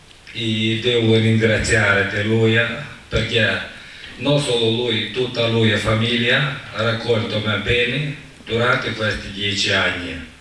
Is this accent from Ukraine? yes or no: yes; Ukraine; Italian is a second language; now in Italy; vengo da Ucraina. È stata mia esperienza quasi 10 anni, perché sabato prossimo ritornerò indietro in Ucraina.